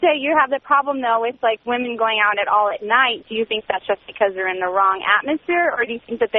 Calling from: Phoenix, Arizona, United States; I'm calling from Phoenix, and I'm 23, and I'm married

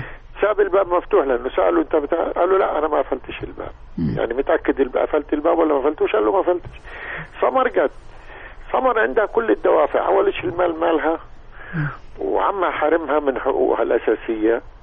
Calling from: Cairo, Cairo Governorate, Egypt; من القاهرة.

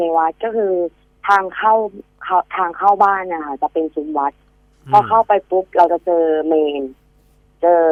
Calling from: Nakhon Pathom, Thailand

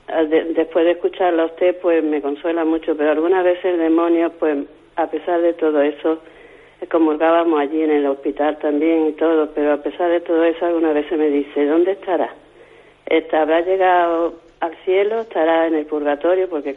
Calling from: Málaga, Andalusia, Spain; de Málaga.

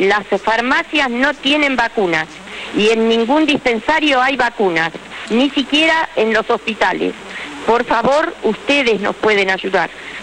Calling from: Lanús, Buenos Aires Province, Argentina; Hola, soy de Lanús

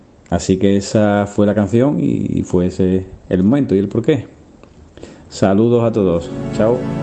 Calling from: Cádiz, Andalusia, Spain; de Cádiz.

